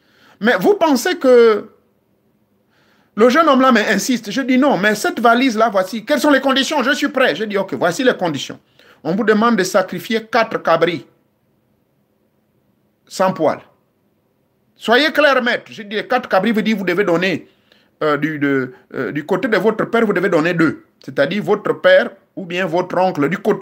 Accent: Gabon; Ça existe même chez nous au Gabon.

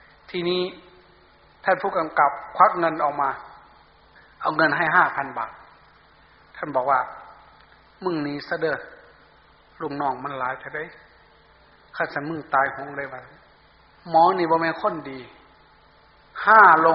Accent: Sakon Nakhon, Thailand; ผมอยู่สกลนครครับ

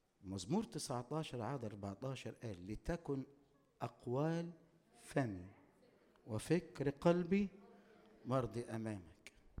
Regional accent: Upper Egypt, Egypt; عندنا في الصعيد معروفة قوي الحكاية دي

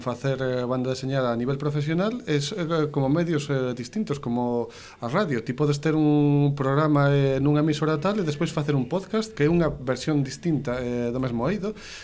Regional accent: Ourense, Galicia, Spain; Eu son de Ourense, entón ali tiñamos as xornadas de banda deseñada en tempos

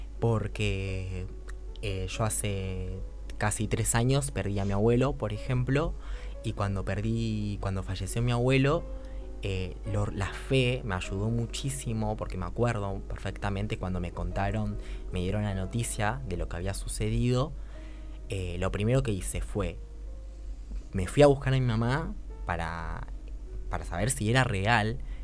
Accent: Argentina; me parecía como importante ver el punto de vista religioso porque somos argentinos y en Argentina hay muchísimas personas que son religiosas, que son católicas, cristianas

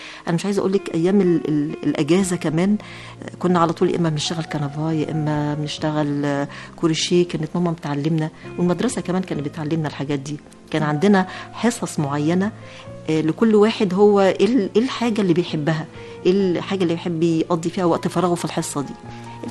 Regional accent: Cairo, Cairo Governorate, Egypt; born there; أنا اتولدت في غمرة في القاهرة

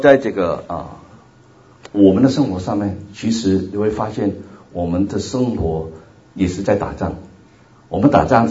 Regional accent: Hong Kong; first language Cantonese; Chinese is a second language; also born or lived in Taiwan; 我是来自香港，所以你要听我讲道的话需要点那个耐性啊，因为广东人讲国语的话是有点吃力的啊

